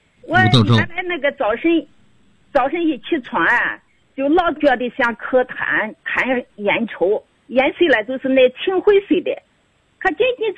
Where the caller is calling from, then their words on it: Shaanxi, China; 哎，我是陕西的一位新学员，现年66岁。